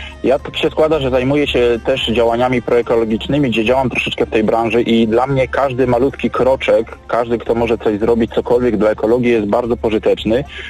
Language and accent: Polish; Silesian Voivodeship, Poland; akurat też pochodzę z regionu, gdzie to górnictwo było swego czasu bardzo mocno rozwinięte, czyli region Górnego Śląska.